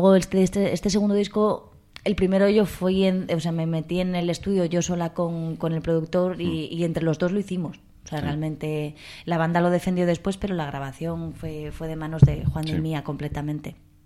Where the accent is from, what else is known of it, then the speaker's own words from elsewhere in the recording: London, United Kingdom; now in Spain; porque me crié en Londres.